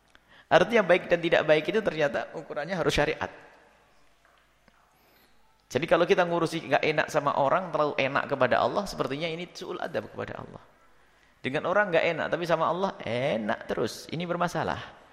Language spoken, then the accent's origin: Indonesian; East Java, Indonesia; kita juga dari Jawa Timur, sama Jawa Timur.